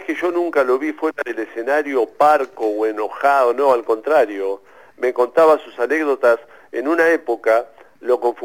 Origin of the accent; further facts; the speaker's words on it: Ensenada, Buenos Aires Province, Argentina; Sí, de Ensenada vivo yo.